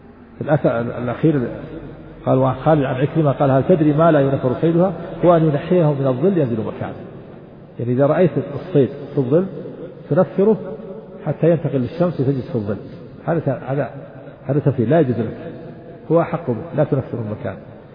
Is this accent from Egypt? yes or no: no; Najd, Saudi Arabia; ونحن عندنا في نجد نجعل بدلها الخوص